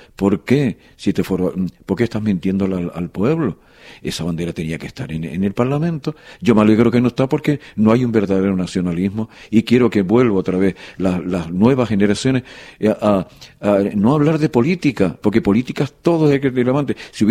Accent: Canary Islands, Spain; Que vinimos de Canarias con una cultura nacionalista

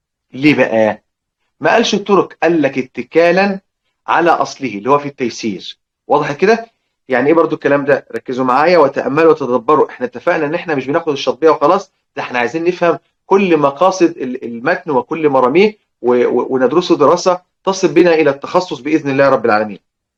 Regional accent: Egypt; وعلى فكره عندنا في مصر بقايا كلمات للازرق لورش موجوده عندنا في مصر

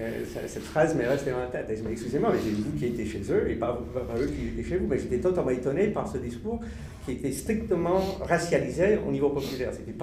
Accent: United States; French is a second language; now in France; Moi je suis américain d'origine, mais je vis en France depuis 30 ans

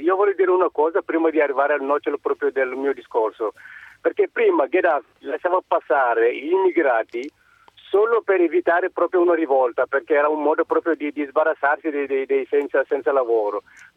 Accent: Senegal; Io sono del Senegal.

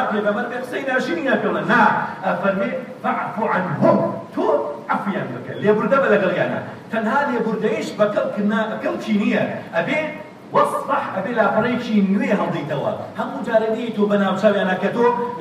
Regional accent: Kurdistan Region, Iraq; اللهم احفظ بلدنا كردستان هذا يا رب العالمين

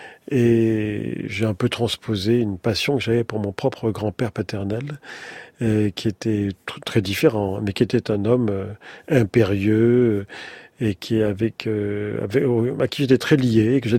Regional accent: Morocco; born there; Et séfarade, dans la mesure où je suis né au Maroc, de parents nés en Algérie, et la famille étant originaire d'une part du Sahara, début du Sahara, et avant, du côté paternel, avant de Séville

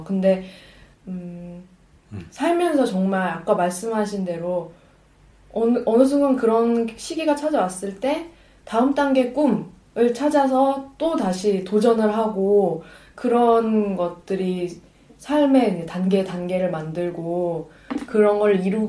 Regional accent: South Korea; 저는 한국 사람이니까 한국에서 거의 평생 지냈고

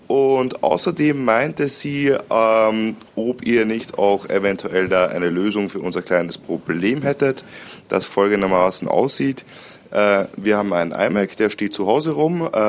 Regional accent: Austria; moved away; wenn wir nach Österreich in meine alte Heimat fahren, so 5 bis 6 Stunden

